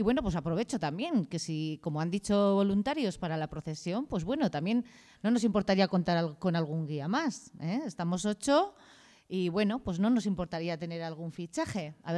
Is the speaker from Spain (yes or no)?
yes; San Sebastián, Basque Country, Spain; born there; vengo de familia de Corella, mi padre es de Corella, pero bueno, yo soy nacida en San Sebastián